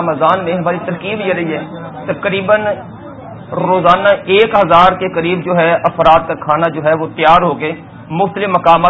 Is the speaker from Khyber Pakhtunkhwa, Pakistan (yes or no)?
yes; Lakki Marwat, Khyber Pakhtunkhwa, Pakistan; اس وقت ہم لکی مروت جو ہمارا شہر ہے خیبر کا